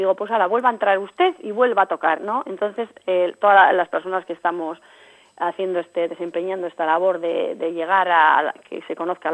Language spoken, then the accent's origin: Spanish; Artziniega, Basque Country, Spain; pues primero yo soy de Artziniega